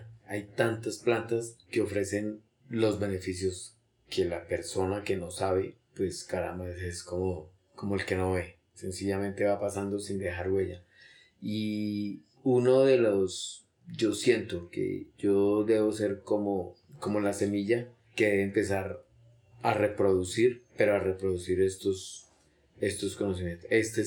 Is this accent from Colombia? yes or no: yes; Bogotá, Colombia; una de las tareas que debemos ponernos nosotros como bogotanos, tal vez como colombianos